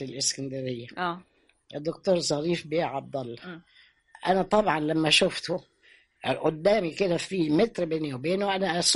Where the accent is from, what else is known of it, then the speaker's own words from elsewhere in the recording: Sudan; اللي انا تربيت عندهم في السودان